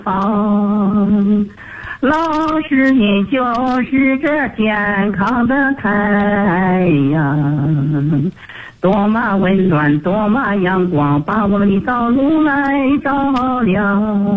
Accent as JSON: {"language": "Chinese", "town": "Urumqi", "region": "Xinjiang", "country": "China", "said": "老师，我是来自祖国大西北新疆乌鲁木齐的一名新学员"}